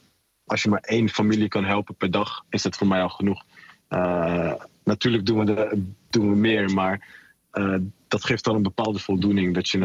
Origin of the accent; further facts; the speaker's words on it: Afghanistan; voor mij als Afghaan zijnde is het echt wel prima te doen. Weet je, ik spreek de taal vloeiend.